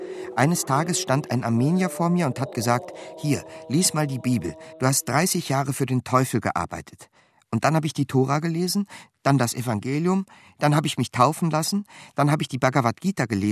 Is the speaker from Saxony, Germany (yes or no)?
yes; Großenhain, Saxony, Germany; Ursprünglich komme ich aus Großenhain, 30 Kilometer von Dresden.